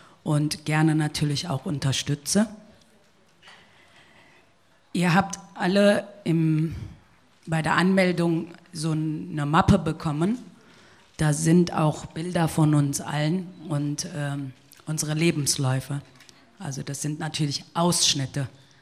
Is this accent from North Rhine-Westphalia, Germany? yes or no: yes; Siegen, North Rhine-Westphalia, Germany; Ich bin in Deutschland geboren, in Nordrhein-Westfalen, in einer kleinen Stadt namens Siegen, auch 1978. Und ich bin in Deutschland aufgewachsen